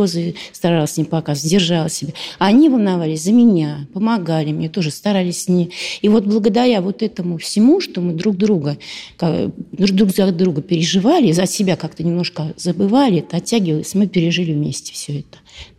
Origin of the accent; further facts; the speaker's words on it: Zelenograd, Moscow, Russia; Я закончила авиационный техникум здесь. Работала в научном центре в Зеленограде. Мы из Зеленограда.